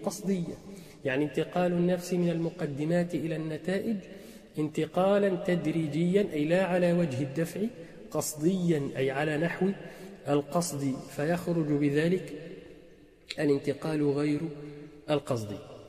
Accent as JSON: {"language": "Arabic", "country": "Egypt", "accent": "Egyptian colloquial", "said": "احنا في لهجتنا العامية المصرية نقول كلمة"}